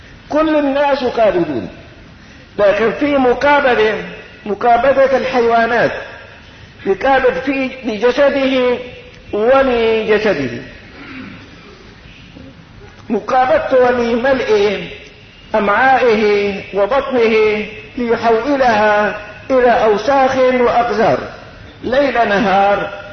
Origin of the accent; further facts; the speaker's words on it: Syria; وعندنا بالشام كما في كليات